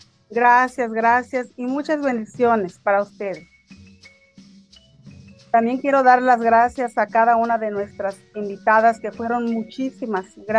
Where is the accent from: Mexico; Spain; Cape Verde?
Mexico; Michoacán; born there; Y pues yo nací en Michoacán, en el estado de Michoacán, en un ranchito muy apartado que ya desapareció.